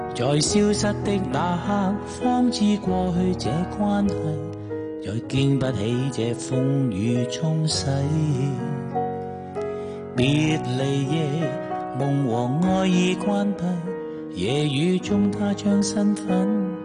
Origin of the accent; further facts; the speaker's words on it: Hong Kong; 一齐成长呢样嘢好难得嘅，可能真系净系得我哋香港人